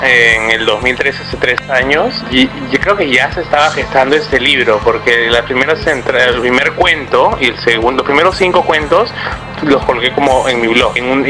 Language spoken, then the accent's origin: Spanish; Talara, Piura, Peru; moved away; also born or lived in Lima; yo me salí de Talara, llegué a Lima a un colegio nuevo, tipo Pichulita Cuellar, y estaba un poco asustado, ¿no?